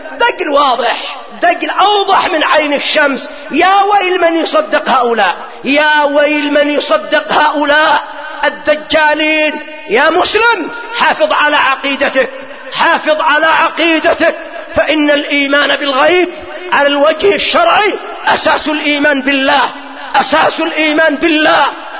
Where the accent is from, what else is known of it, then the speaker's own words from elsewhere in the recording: Yemen; وإما هو مشهور عندنا في اليمن من الدجال صاحب بيت الفقيه